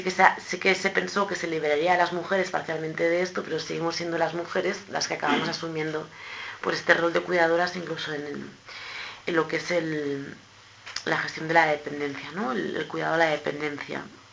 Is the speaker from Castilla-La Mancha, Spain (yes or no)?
no; Catalonia, Spain; en el caso de Cataluña, que es de donde yo vengo